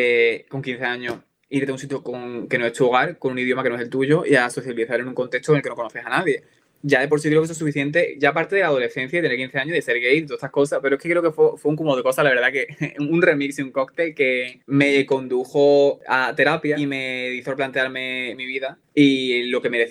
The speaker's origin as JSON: {"language": "Spanish", "region": "Andalusia", "country": "Spain", "moved": "yes", "lives_now": "Sweden", "said": "Porque yo soy de Málaga, pero yo soy de un pueblecito de Málaga que es bastante cerrado y tal"}